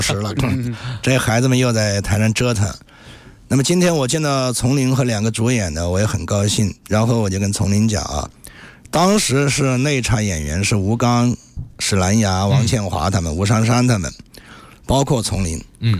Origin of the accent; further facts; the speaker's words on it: Anqing, Anhui, China; 我在我的故乡安庆，因为我很长时间不回北京了